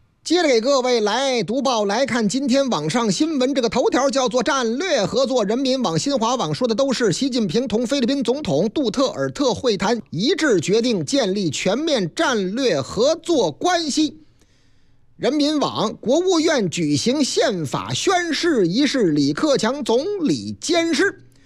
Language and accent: Chinese; Shenyang, Liaoning, China; 又是俺们老家的事儿，历时九个多月的沈阳故宫大政殿彩画工程修复了受损部分